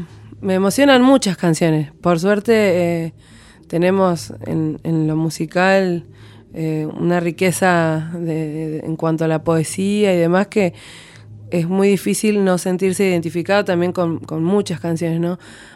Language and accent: Spanish; Comodoro Rivadavia, Chubut, Argentina; also born or lived in La Plata; now in Buenos Aires, Argentina; Yo soy de Comodoro Rivadavia, de Chubut.